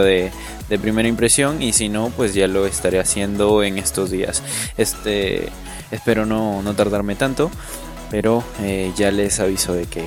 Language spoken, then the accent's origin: Spanish; Peru; Como saben, soy de Perú.